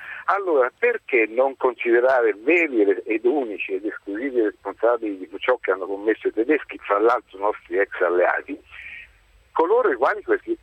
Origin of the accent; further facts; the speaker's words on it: Tuscany, Italy; Allora, sono toscano come il signore al quale è stato ucciso il padre, ho la sua stessa età